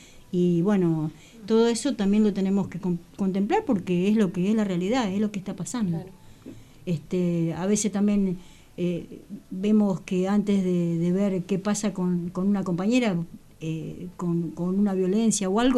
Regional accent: La Plata, Buenos Aires Province, Argentina; soy de La Plata

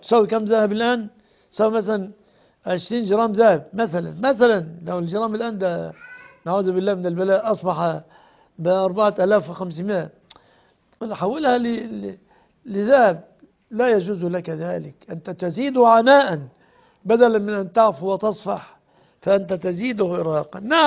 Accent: Egypt; خاصة في بلادنا مصر، نسأل الله أن يسلمها ويسلم بلاد

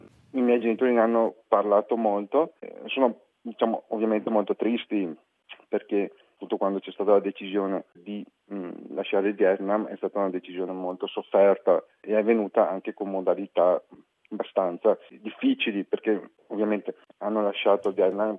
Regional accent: Veneto, Italy; born there; io sono nato in Italia, per la precisione in provincia di Treviso.

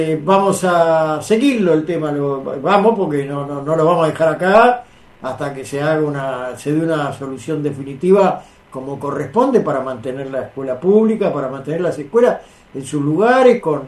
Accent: Villa Crespo, Buenos Aires, Argentina; yo soy de Villa Crespo

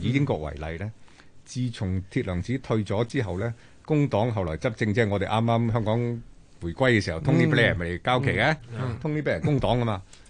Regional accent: Guangdong, China; 紙鼻哥喎，我哋廣東人講係咪？

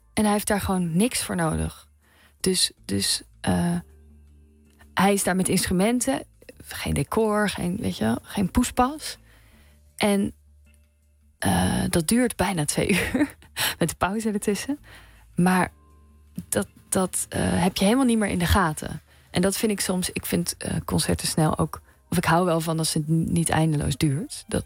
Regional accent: South Holland, Netherlands; accent: Hollands; Omdat ik ben opgegroeid in Zuid-Holland. Nou, dus wel met een accent.

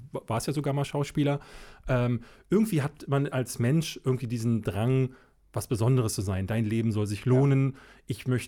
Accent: Berlin, Germany; ich bin in Berlin-Marzahn groß geworden. Und Berlin-Marzahn ist in der Zeit, also in den 80er Jahren, Anfang der 80er, ich bin ja 81 geboren, gerade erst gebaut worden. Also die ganzen Außenbezirke Berlins, gerade in den Osten hinein.

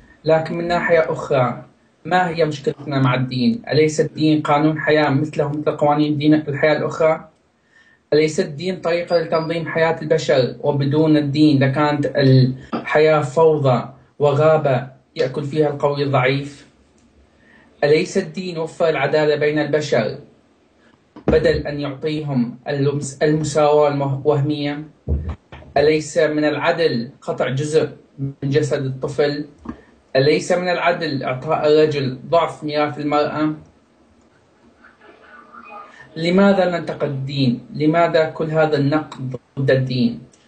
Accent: Sweden; من السويد. أهلا وسهلا بالجميع.

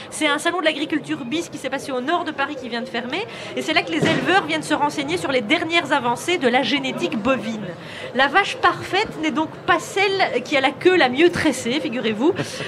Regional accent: Belgium; Mais nous aussi, on est belges.

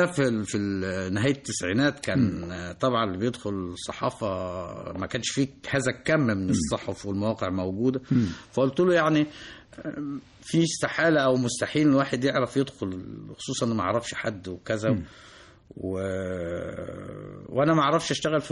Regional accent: Egypt; أقول لهم أنا مصري وغريب بينكم ولا أنتمي لا لحركة ولا الميليشيا ولا أنتمي لا موارنة ولا شيعة ولا سنة

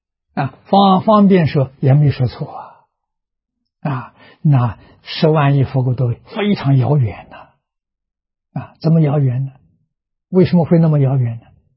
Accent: China; 那我们中国人讲思想，你看思想这两个字，中国文字在世界上找不到第二家

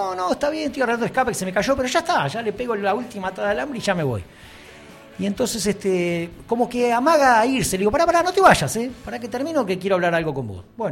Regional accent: Salto, Uruguay; todos saben que yo soy uruguayo, nací en Salto

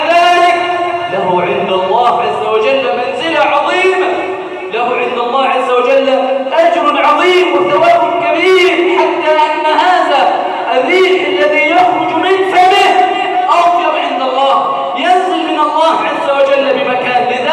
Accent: Egypt; اللهم إنا نسألك أن تجعل بلدنا مصر سخاء رخاء

